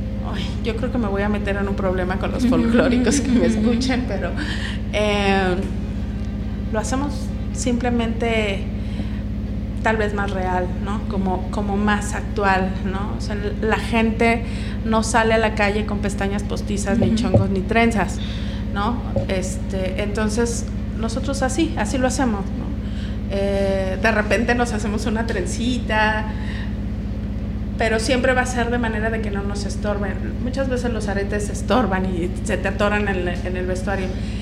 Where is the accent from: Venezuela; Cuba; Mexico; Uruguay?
Mexico; la realidad es que todos somos mexicanos, todas somos mexicanas de aquí